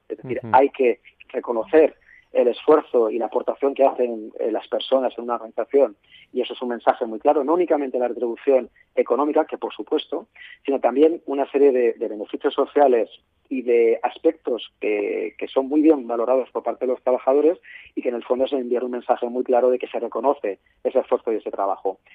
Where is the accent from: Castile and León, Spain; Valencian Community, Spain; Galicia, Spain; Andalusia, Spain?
Valencian Community, Spain; Valencia; Yo soy de Valencia, estoy aquí en Valencia